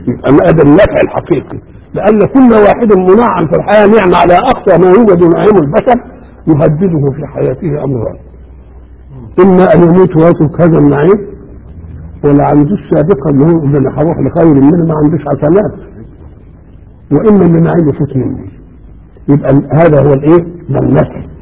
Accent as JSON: {"language": "Arabic", "region": "Beheira", "country": "Egypt", "said": "يبقى لو قدرت عندنا في البحيرة بقى انت لا ترحم"}